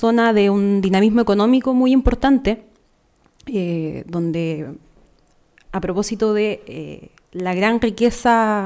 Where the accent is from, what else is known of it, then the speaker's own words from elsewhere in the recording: Panguipulli, Los Ríos, Chile; also born or lived in Temuco; En Temuco, pero viví toda mi vida en Panguipulli.